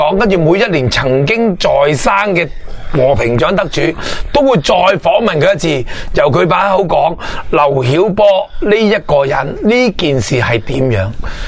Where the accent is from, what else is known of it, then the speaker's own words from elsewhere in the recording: Hong Kong; 我哋就话香港人就坚持六四